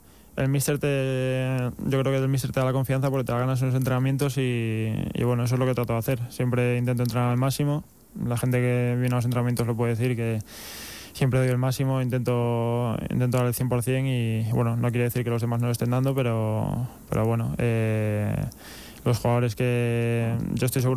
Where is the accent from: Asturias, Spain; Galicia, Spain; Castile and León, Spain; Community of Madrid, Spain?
Galicia, Spain; A Coruña; porque soy de La Coruña y allí estarán mi familia y todos mis amigos